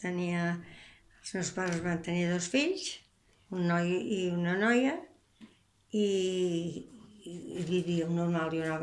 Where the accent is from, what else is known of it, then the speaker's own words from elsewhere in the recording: Barcelona, Catalonia, Spain; born there; Barcelona.